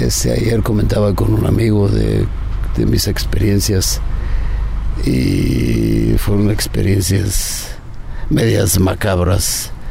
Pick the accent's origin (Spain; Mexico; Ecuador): Mexico; State of Mexico; crecí en un pueblo. Yo nací en la Ciudad de México, pero mis padres me llevaron al estado, que son pueblos. Era un pueblo, era como un barrio, pero no un barrio de ciudad, sino un barrio de donde hay una casa por aquí, otra casa por allá